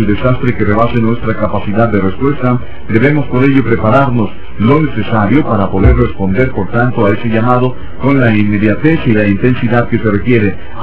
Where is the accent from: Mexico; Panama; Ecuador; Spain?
Mexico; nuestros valores como mexicanos toman mayor relevancia